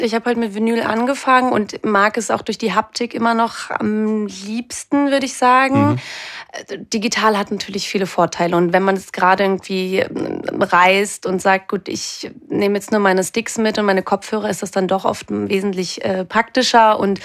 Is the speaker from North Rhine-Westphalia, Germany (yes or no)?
yes; Cologne, North Rhine-Westphalia, Germany; now in Vienna, Austria; Genau, also ich komme eigentlich aus Köln und lebe seit anderthalb Jahren in Wien.